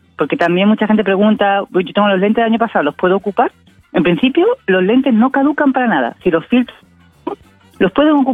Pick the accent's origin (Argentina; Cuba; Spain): Spain; now in Valparaíso, Chile; me escuchan el acento, yo soy española, igual yo creo que ya soy porteña de adopción